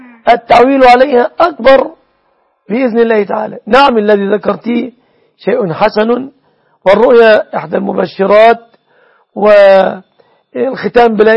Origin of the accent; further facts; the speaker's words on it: Egypt; تقدير دية النصراني في بلادنا مصر بكم تعدد من الجنيهات